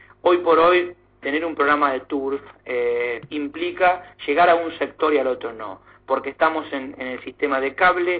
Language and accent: Spanish; Argentina; para que los argentinos empiecen conociendo lo que nosotros también conocemos, siendo argentinos, ¿no?